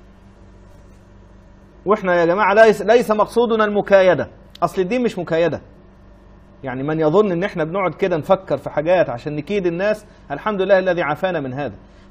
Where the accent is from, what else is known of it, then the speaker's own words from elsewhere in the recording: Egypt; moved away as an adult; انا رجل اصلا مطارد من بلدي يا جماعه، انا رجل خرجت من مصر مطاردا لانني وقفت ضد الانقلاب